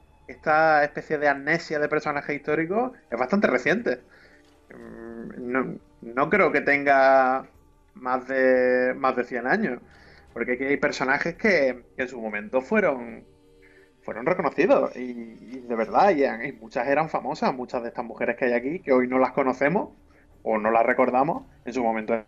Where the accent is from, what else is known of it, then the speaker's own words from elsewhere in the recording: Málaga, Andalusia, Spain; Que yo que soy de Málaga.